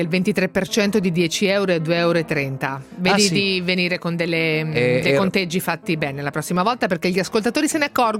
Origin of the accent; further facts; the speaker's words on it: Marche, Italy; io vengo da una zona, in realtà sono marchigiana e sono originaria di una zona di mare